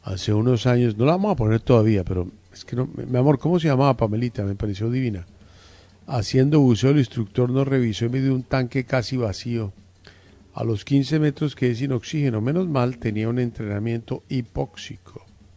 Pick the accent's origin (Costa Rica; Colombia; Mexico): Colombia; Guaduas, Cundinamarca; A mis 18 años en mi pueblo Guaduas llevaba en mi camioneta unos productos.